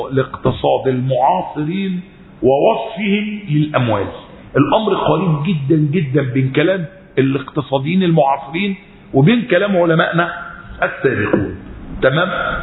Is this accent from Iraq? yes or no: no; Egypt; فعلا احنا في الفترة الأخيرة لما ارتفع وانخفض عندنا في مصر ايه اللي حصل؟